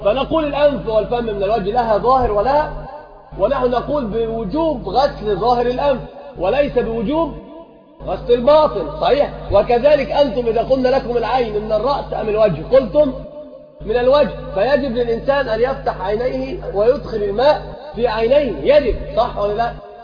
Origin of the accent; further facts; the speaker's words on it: Morocco; يقل عن القلتين بالتفريق عندنا في المغرب